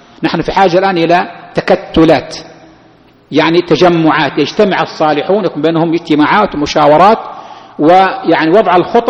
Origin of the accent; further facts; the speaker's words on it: Saudi Arabia; بعض الأشخاص يظن كيف يكون عندنا في السعودية، كيف من هي السعودية؟